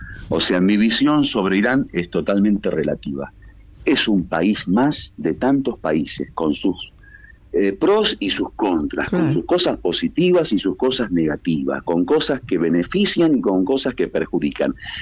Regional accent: Buenos Aires, Argentina; accent: porteño; Disculpa que soy muy porteño en hablar.

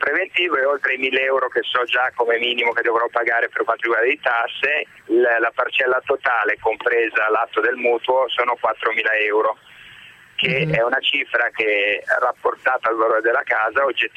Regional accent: Milan, Lombardy, Italy; Sono proprio di Milano

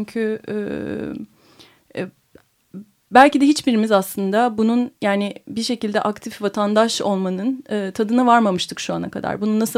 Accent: Istanbul, Turkey; Bir İstanbulluyum. Orası da İstanbul ama hani bilmediğim, görmediğim bir yer yani.

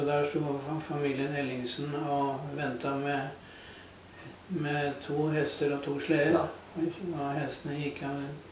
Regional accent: Moss, Østfold, Norway; jeg er født og oppvokst på Gjelløy, og jeg jobbet noen år i Oslo, men da bodde jeg på Gjelløy innen Møllesø, og jeg har hatt tilknytning til Moss og Gjelløy.

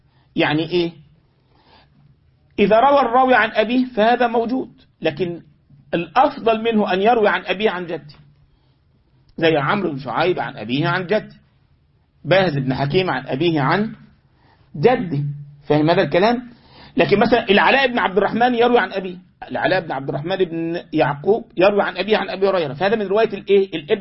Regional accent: Egypt; يعني انا مرة من المرات عندنا في مصر كان في بعض الشيوخ عندنا في المسجد

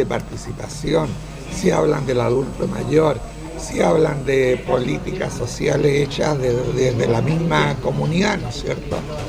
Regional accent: La Florida, Santiago Metropolitan Region, Chile; Soy de la Florida, la comuna de la Florida.

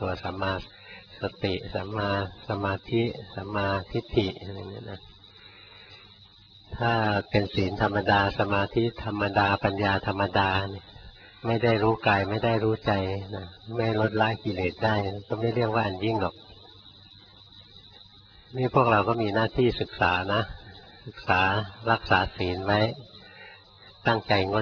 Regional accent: Bangkok, Thailand; เราคนกรุงเทพเกิดกรุงเทพ

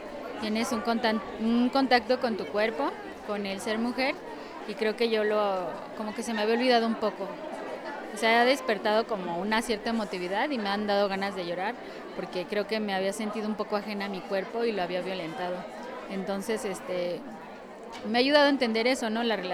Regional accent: State of Mexico, Mexico; soy del Estado de México.

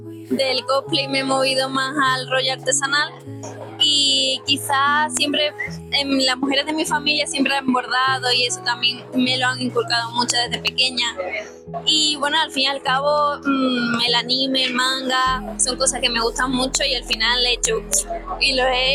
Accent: Seville, Andalusia, Spain; soy de Sevilla.

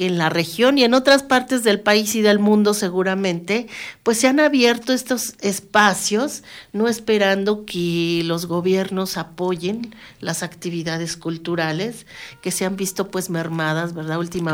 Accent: Mexico City, Mexico; Y bueno, yo soy de la Ciudad de México

